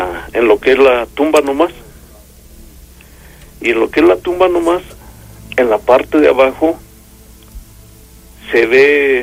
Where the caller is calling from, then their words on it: Mexico City, Mexico; Acá de Insurgentes.